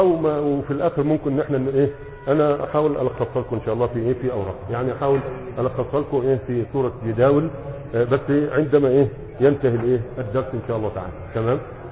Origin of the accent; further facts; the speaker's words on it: Egypt; قديما كان عندنا في مصر يقول لك على المسرح يقولوا مرتح